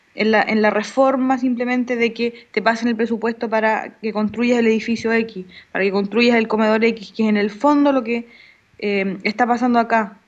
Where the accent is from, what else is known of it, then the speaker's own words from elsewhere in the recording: Chile; now in Argentina; es lo que nosotros decíamos como chilenos acá, de que en Chile ya nos pasó que nos privatizaron la educación.